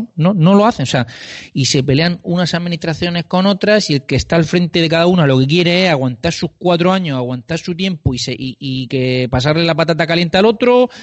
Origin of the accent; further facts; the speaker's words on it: Murcia, Region of Murcia, Spain; Yo que soy de Murcia, voy a poner un ejemplo.